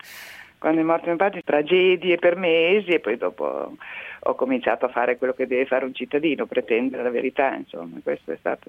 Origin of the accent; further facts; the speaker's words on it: Mantua, Lombardy, Italy; Sono nata a Mantova insieme a mio fratello, lui aveva 2 anni più di me, e abbiamo fatto tutto insieme, le scuole